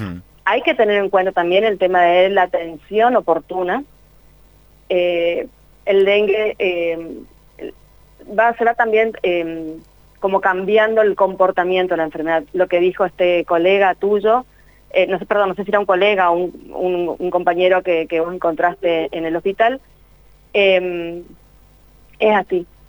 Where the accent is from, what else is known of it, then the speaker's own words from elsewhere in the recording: Chaco, Argentina; Yo soy del Chaco, vivo en la provincia del Chaco.